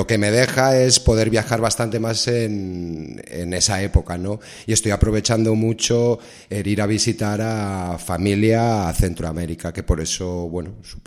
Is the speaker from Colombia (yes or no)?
no; Spain; soy español, pero lo tengo un poco dividido casi ya, ¿eh? Entre España y Costa Rica me siento un poco tico.